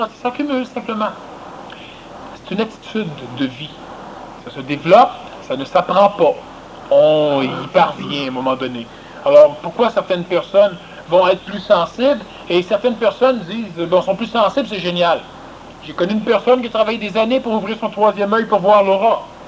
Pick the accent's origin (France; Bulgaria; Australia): Australia; French is a second language; Moi, j'ai répondu « Oui, puis il y a plusieurs qui pensent que je suis un gourou. Je viens d'Australie